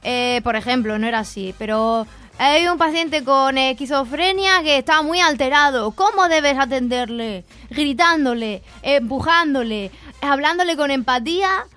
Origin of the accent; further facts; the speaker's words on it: Region of Murcia, Spain; Soy murciana y es verdad.